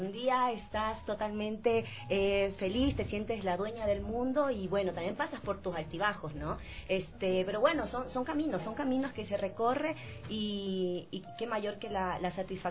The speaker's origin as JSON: {"language": "Spanish", "town": "Guayaquil", "region": "Guayas", "country": "Ecuador", "said": "Te cuento que estuve en Guayaquil, bueno, soy de Guayaquil, obvio"}